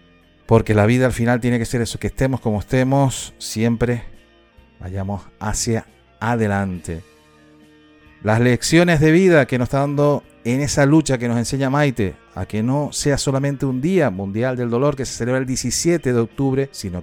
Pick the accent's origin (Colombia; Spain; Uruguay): Spain; Canary Islands; nosotros que somos canarias, que somos de origen volcánico, ya lo tenemos aquí, estoy desde Tenerife y esos son nuestros orígenes